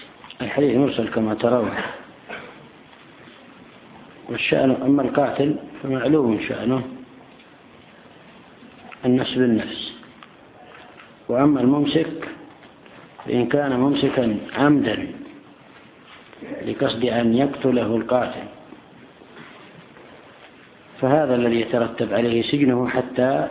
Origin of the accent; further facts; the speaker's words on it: Yemen; وهم الآن يعملون حيلة في بعض الأماكن عندنا في اليمن